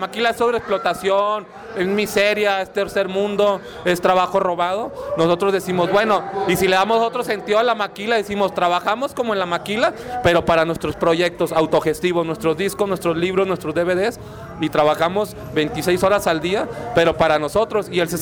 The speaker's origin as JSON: {"language": "Spanish", "country": "Mexico", "said": "somos de Tijuana, de Juárez, las ciudades maquileras por excelencia."}